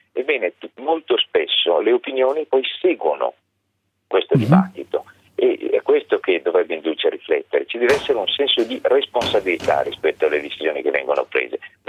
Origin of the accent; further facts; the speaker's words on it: Bergamo, Lombardy, Italy; Sicuramente sì, sono bergamasco, quindi posso sembrare di parte.